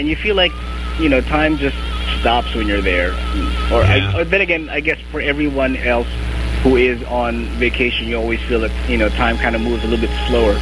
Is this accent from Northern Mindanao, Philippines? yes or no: no; Manila, Metro Manila, Philippines; Basically, I grew up here in Manila, but some of the relatives are from Bacolod.